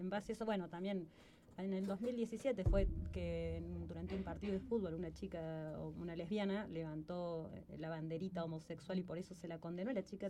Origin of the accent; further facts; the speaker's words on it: Argentina; Lo que tenemos nosotros como argentinas